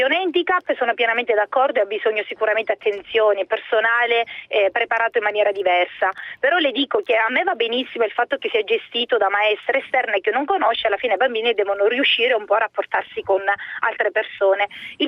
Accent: Sicily, Italy; now in Legnano, Italy; io sono siciliana e vivo a Legnano da anni

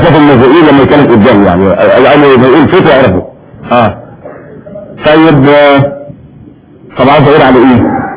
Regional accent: Syria

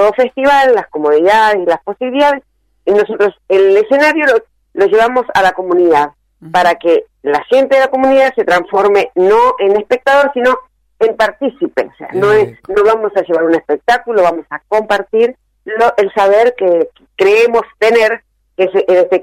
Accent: Mendoza, Argentina; yo especialmente como mendocina, porque bueno, haber ido a estudiar cuando era chica, cuando era adolescente, a leer ahí en la biblioteca

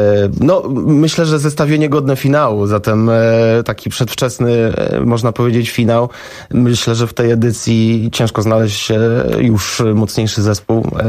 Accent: Warsaw, Masovian Voivodeship, Poland; Ja wychowałem się w Warszawie

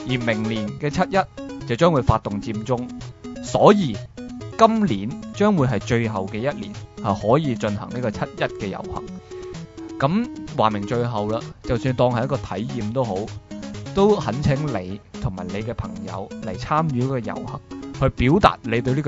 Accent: Hong Kong; 係令到我哋香港人係白白咁浪費咗啲公帑啦

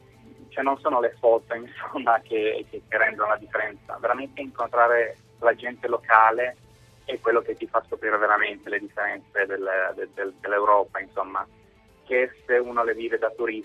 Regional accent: Cuneo, Piedmont, Italy; now in Norway; io sono di Cuneo, sono fatto sud Francia, nord Spagna, Portogallo, di nuovo Spagna, Francia, Irlanda, Inghilterra e poi adesso sono in Norvegia.

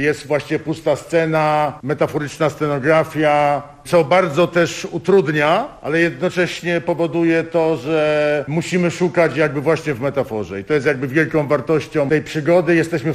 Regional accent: Tarnów, Lesser Poland, Poland; ja i Małgorzata Bulanda, scenograf tego spektaklu, jesteśmy z Tarnowa.

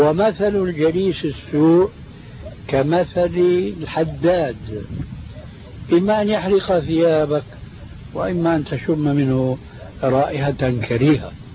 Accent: Syria; هذه يسموها عندنا في سوريا برازيت

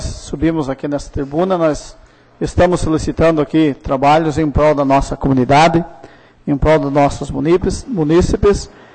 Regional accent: Limeira, Paraná, Brazil; festividades na Limeira, aqui é onde, como diz, especial na minha terra

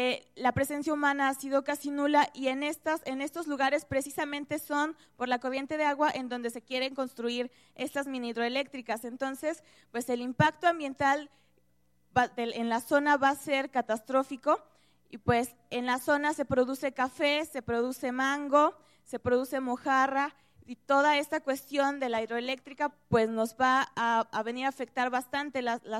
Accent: Veracruz, Mexico; Nosotros venimos de un municipio de aquí cerquita, colindamos, de hecho, parte del municipio con Jalcomulco

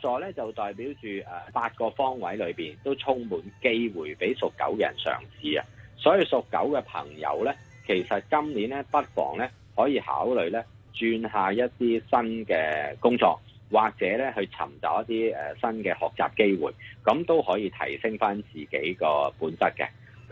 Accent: China; 咁我哋中國人呢，豬呢係我哋嘅寶貝嚟嘅

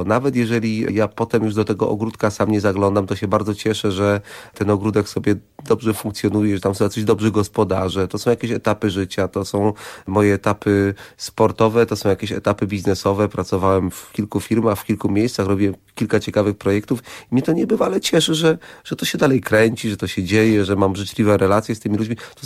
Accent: Jarosław, Subcarpathian Voivodeship, Poland; also born or lived in Lubaczów; Ja się urodziłem w Lubaczowie, w bardzo małym mieście na Podkarpaciu. Jestem obywatelem honorowym w tej chwili Lubaczowa. Wychowałem się w Jarosławiu.

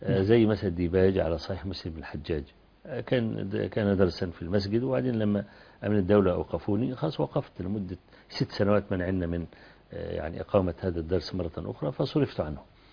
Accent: Kafr El Sheikh, Kafr El Sheikh Governorate, Egypt; ينزل عندنا في كفر الشيخ

